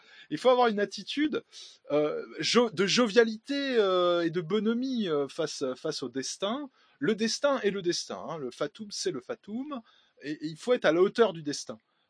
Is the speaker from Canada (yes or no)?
no; France; chez nous, en France